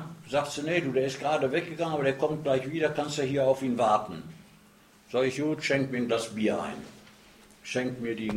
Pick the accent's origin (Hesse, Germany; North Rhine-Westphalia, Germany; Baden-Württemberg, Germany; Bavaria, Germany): North Rhine-Westphalia, Germany; Dortmund; born there; Und das ist also in meinem dort in Scharnhorst bei Dortmund, wo ich geboren bin. Da war ich da in einer Bergarbeiterfamilie.